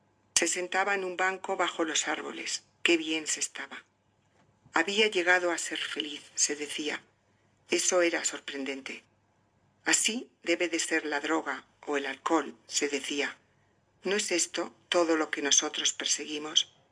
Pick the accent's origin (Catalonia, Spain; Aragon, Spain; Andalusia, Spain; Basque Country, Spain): Aragon, Spain; Zaragoza; born there; nací en Zaragoza, en España, en 1947.